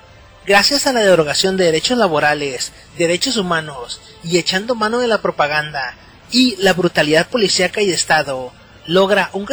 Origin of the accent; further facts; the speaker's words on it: Mexico; Imaginen la ironía de afirmar que los mexicanos, una minoría que somos perseguidos como latinos en Estados Unidos o a otros países en donde vamos, se nos trate de perseguir y discriminar